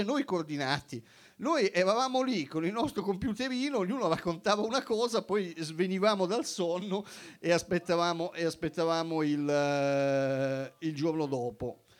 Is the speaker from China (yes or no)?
yes; China; perché sono cinese e a me interessano molto